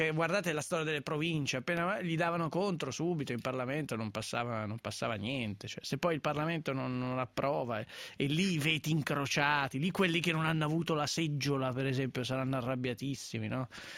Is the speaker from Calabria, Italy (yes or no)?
no; Milan, Lombardy, Italy; Io, va bene, sono di Milano, ma faccio il sindaco.